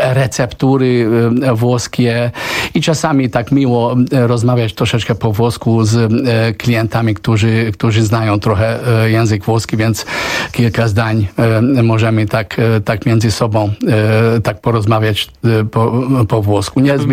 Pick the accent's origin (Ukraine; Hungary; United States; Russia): Hungary; Polish is a second language; also born or lived in Tunisia; ja się urodziłem w Tunezji, wychowałem się na Węgrzech